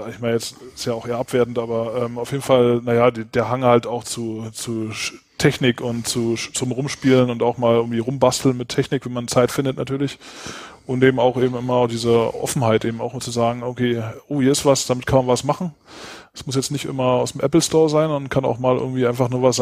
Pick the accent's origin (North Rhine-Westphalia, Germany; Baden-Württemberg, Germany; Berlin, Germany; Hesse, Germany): Berlin, Germany; komme ursprünglich aus Berlin. Aber im Moment wohne ich auch hier, wo Peter Mende auch wohnt, in Dessau